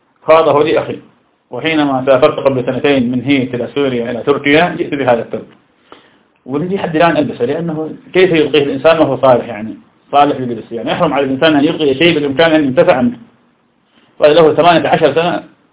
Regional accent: Iraq; يقال سم في مدينتي في العراق، لا يطلقون على السم إلا بفتح السين سم

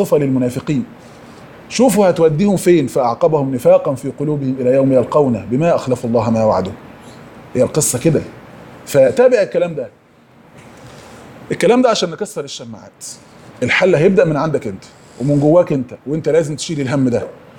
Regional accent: Egypt; انا نفسي في برنامج تلفزيوني كان في قناة امجاد عندنا في مصر،

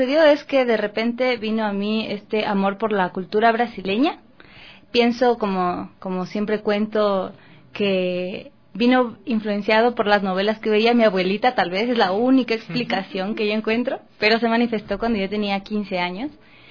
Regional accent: Quito, Pichincha, Ecuador; Ah, yo crecí en Carapungo.

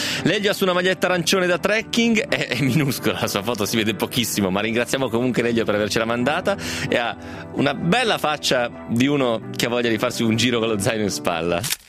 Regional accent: Romentino, Piedmont, Italy; Poi manco sono provinciale, sono proprio del paese, io sono di Romentino, figurati.

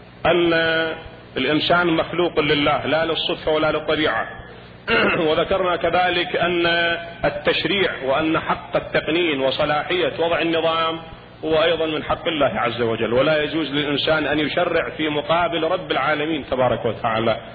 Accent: Iraq; هذا موجود عندنا بالعراق في بعض المناطق التي تزرع الرز.

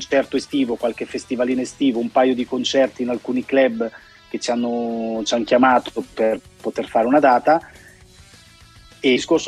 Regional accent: Rimini, Emilia-Romagna, Italy; Vi invidio, sinceramente, da riminese, la vostra radio è una radio che io ho sempre apprezzato da anni e anni e anni

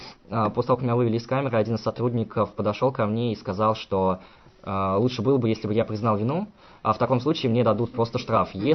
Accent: Saratov, Saratov Oblast, Russia; Я говорю, я сам из Саратова.

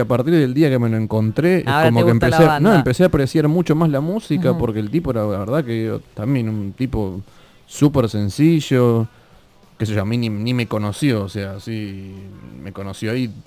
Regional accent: Argentina; Y le dije, mira, yo soy de Argentina.

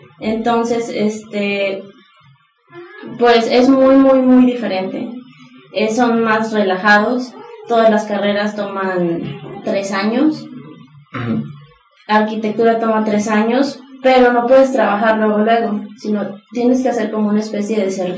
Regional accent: Veracruz, Mexico; now in Puebla, Mexico; yo soy de Veracruz. Entonces yo sentí una especie de cambio cultural, inclusive en lo que es dentro de México, claro, al venirme a Puebla.

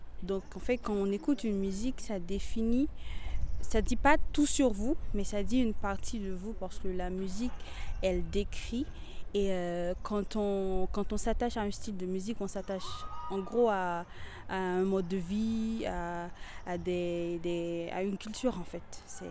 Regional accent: Haiti; Je viens d'Haïti, donc c'est dans les Caraïbes.

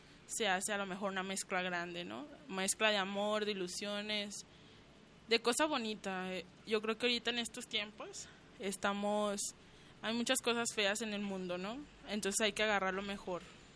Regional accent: Colonia Morelos, Mexico; Soy de la Colonia Morelos, vivo con ella. Desde niños hemos vivido ahí, en la casa de mi abuelo, y pues ahí seguimos.

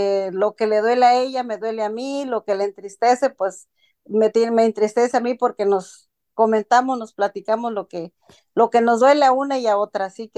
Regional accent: Guerrero, Mexico; soy de Guerrero, México.

